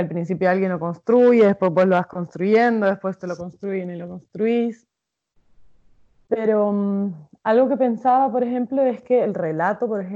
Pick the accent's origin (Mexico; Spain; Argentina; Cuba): Spain; Basque Country; born there; yo nací en el País Vasco, que es donde nací, pero recalcan que fui gestada en las montañas de San Salvador. O sea, de El Salvador, perdón, en las montañas de Chalatenango